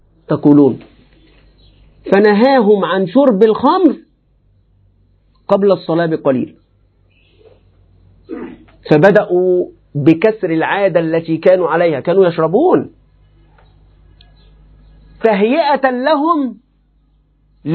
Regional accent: Egypt; يعني نحن وأنا حتى كمصري، ما كلنا أعاجم

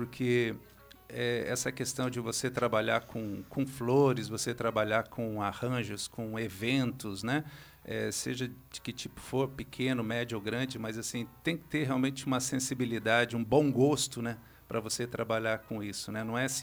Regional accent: Foz do Iguaçu, Paraná, Brazil; born there; moro em Foz, nasci em Foz

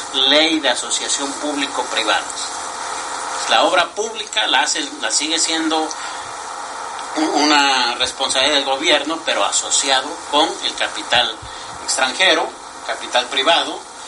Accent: Oaxaca, Mexico; Yo soy oaxaqueño, toca allá abajo

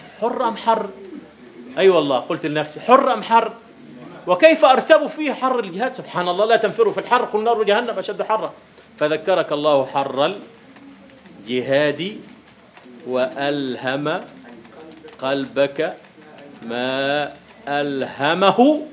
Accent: Egypt; أي والله عندنا في مصر في الريف في الريف يكتبون عبد الله هكذا

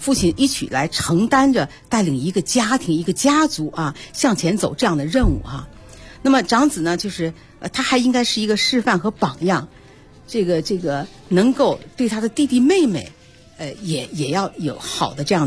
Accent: China

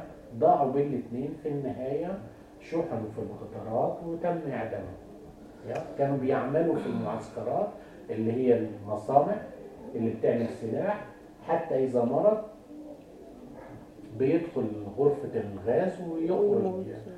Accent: Egypt; تعرفوا ان احنا كان عندنا في مصر في ذلك الوقت شعب ضخمه جدا

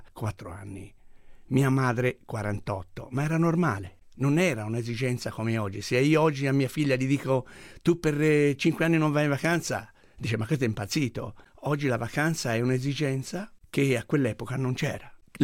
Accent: Prato, Tuscany, Italy; Io ormai ho 62 anni, tanti anni fa sono nato a Prato e come tutti i pratesi facevano stoffa, o in filatura, o in tessitura, o in orditura, ma io la mia origine è proprio di Prato

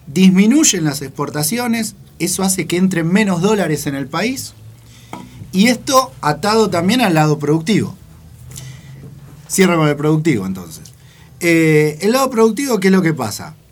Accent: Argentina; nosotros, como productores argentinos, no podemos vender lo que producimos afuera

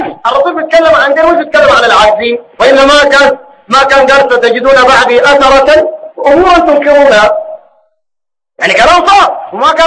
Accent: Sudan; زي ما هو الحاصل الواقع عندنا في السودان.

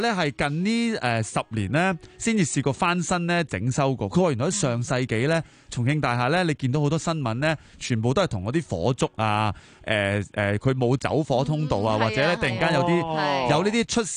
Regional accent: Hong Kong; 咖喱粉系我哋香港人买嘅啫

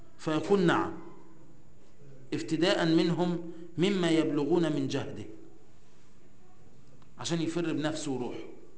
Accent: Egypt; هو من عادة المصريين اصلا، احنا كمصريين، اي حد مصري

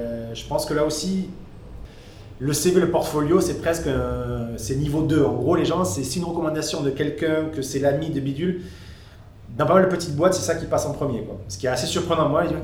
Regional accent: south of France, France; also born or lived in Paris; now in São Paulo, Brazil; Je viens du sud de la France, donc c'est quand même plus proche que ce qui se passe au Brésil, mais j'ai toujours travaillé à Paris

